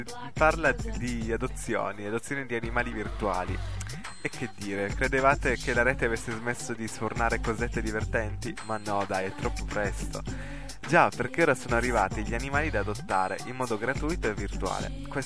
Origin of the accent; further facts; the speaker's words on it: Turin, Piedmont, Italy; sono di Torino, ho 17 anni e la mia passione principale è l'informatica, la musica e il cinema.